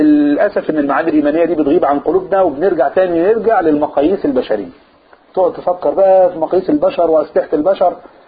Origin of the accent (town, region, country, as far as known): Upper Egypt, Egypt